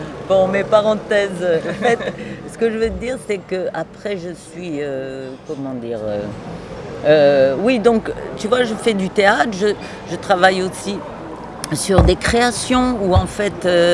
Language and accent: French; Lyon, Auvergne-Rhône-Alpes, France; also born or lived in Ardèche; Moi, je suis née en Auvergne, hein, ça mais j'ai vraiment passé mon enfance entre l'Ardèche et Lyon.